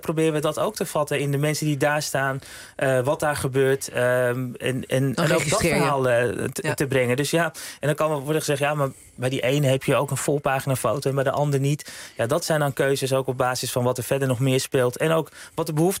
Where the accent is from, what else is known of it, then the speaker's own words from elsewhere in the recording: Amsterdam, North Holland, Netherlands; Ik ben opgegroeid in Amsterdam Nieuw-West.